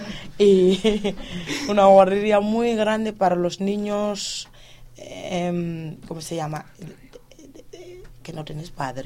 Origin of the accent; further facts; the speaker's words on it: Senegal; Pues, ¿de dónde eres? De Senegal.